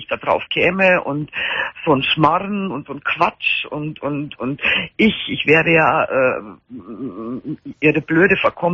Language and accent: German; Bavaria, Germany; Ja, so drei halbe, wie man bei uns in Bayern sagt, vom stärksten Bier.